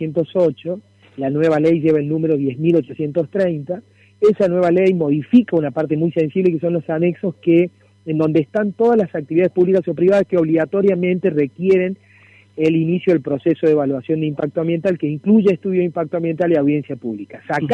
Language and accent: Spanish; Córdoba, Argentina; Córdoba forma parte de una nación, ¿no? Los cordobeses somos argentinos